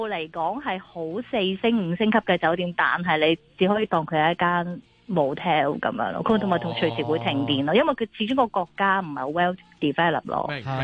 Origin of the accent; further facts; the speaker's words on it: China; 见到你系中国人，佢系咁问你可唔可以同你影相啊